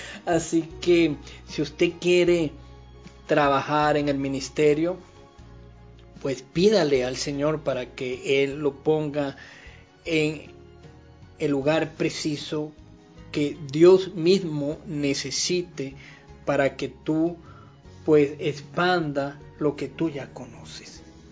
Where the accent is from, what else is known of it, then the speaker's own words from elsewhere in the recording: Venezuela; como venezolanos tenemos valía y somos científicos